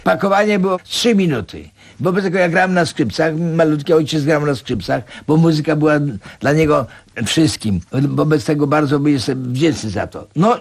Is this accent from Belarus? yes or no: yes; Grodno, Grodno Region, Belarus; Urodziłem się w Grodnie. Ale ponieważ to było, należało nie do Polski, tak. To mówiłem, że my z Grodna.